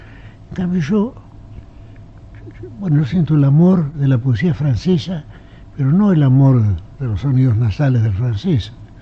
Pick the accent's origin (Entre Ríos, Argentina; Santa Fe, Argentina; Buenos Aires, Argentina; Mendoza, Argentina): Buenos Aires, Argentina; also born or lived in Geneva, Switzerland; ya que yo soy porteño, pero soy tan ginebrino como porteño, tan montevideano como porteño, tan alorbense como porteño, tan tejano como porteño. Tengo muchas patrias y las quiero a todas.